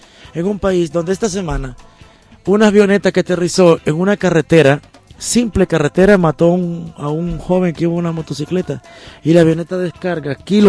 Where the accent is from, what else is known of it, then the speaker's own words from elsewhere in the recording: Honduras; somos un país de 7 millones de personas, 7 millones y medio, con una economía tan débil